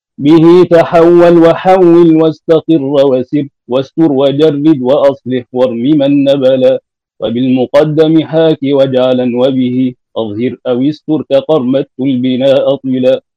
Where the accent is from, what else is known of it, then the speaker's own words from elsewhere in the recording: Egypt; عندنا في مصر لا يعتنون بهذه المنظومات